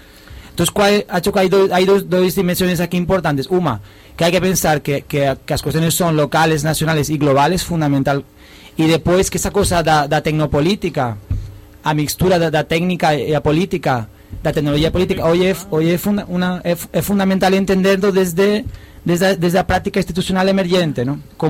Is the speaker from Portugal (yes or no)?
no; North, Spain; Portuguese is a second language; Ah, digamos que sou espanhol, só defino uma parte da minha personalidade.